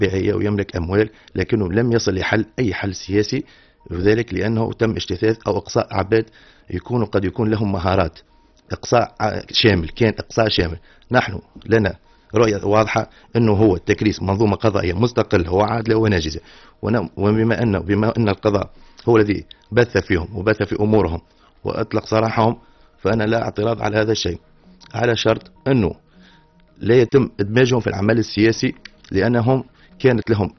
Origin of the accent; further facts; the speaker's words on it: Tunisia; احنا مواطنين تونسيين وبخاصة احنا كشباب.